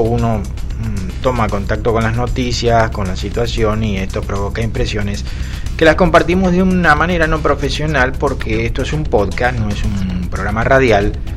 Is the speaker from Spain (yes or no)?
no; Argentina; la experiencia en mi país, Argentina, es que, por ejemplo, las frazadas para los soldados, el alimento para los soldados que estaban peleando en Malvinas, terminaban siendo revendidos.